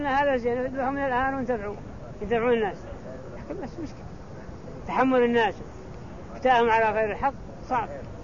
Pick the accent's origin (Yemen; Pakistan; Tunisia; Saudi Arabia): Saudi Arabia; ما احد الفتوى عندنا في السعوديه على خلاف هذا